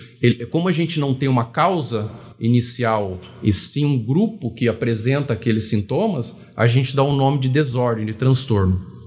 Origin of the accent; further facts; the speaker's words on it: Recife, Pernambuco, Brazil; born there; now in São José dos Campos, Brazil; Não, eu sou nascido em Recife.